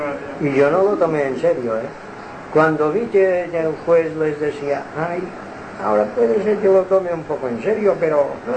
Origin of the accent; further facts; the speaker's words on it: Palma, Balearic Islands, Spain; No, yo soy de Palma.